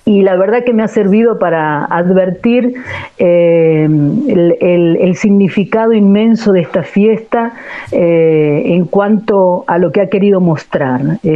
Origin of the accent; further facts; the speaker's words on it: Catamarca, Argentina; also born or lived in San Juan; No, soy catamarqueña.